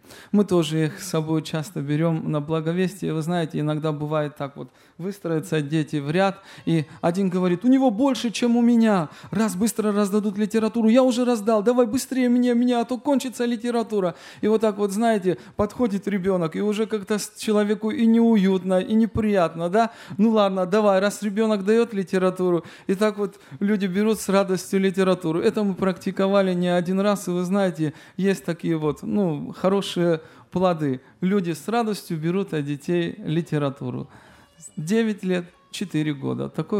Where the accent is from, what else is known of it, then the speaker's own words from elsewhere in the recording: Tbilisi, Georgia; Я и другие мои братья и сестры приехали мы из Грузии, города Тбилиси.